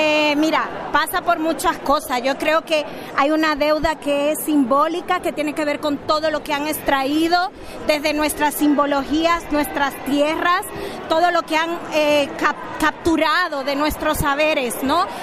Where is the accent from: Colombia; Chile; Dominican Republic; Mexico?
Dominican Republic; now in Spain; Yo soy afrocaribeña, vengo de Dominicana